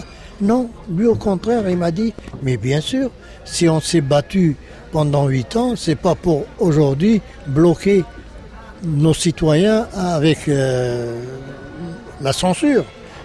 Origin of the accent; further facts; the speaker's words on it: Sétif, Sétif Province, Algeria; moved away; Quand je suis parti de Sétif, je suis allé directement à Saint-Étienne.